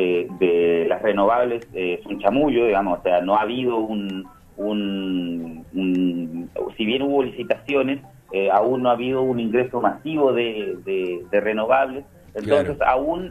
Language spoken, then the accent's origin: Spanish; Chile; De hecho, yo soy chileno, por ejemplo, ¿no?